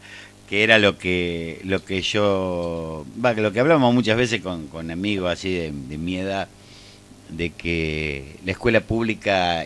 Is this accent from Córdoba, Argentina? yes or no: no; Rosario, Santa Fe, Argentina; Yo soy rosarino.